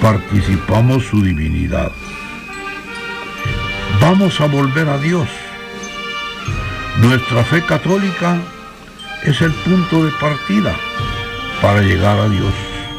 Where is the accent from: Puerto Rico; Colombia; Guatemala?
Guatemala; Somos católicos y somos guatemaltecos.